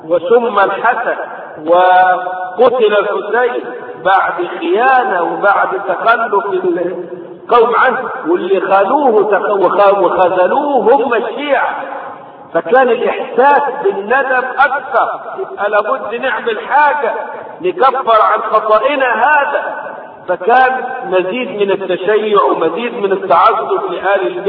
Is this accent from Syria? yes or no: no; Egypt; ضريح عندنا في مصر